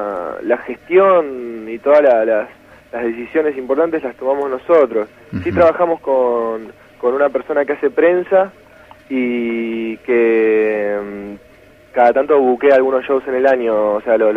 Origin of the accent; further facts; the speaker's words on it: Santa Fe, Argentina; Claro, somos todos de Santa Fe.